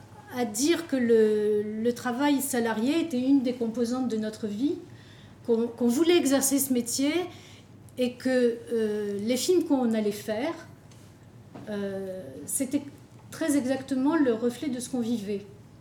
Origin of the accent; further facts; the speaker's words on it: Algiers, Algiers Province, Algeria; also born or lived in Kabylie; moi je suis née en Kabylie, puis j'ai vécu toute mon enfance et ma jeunesse à Alger, donc une capitale et le rural du blé noir.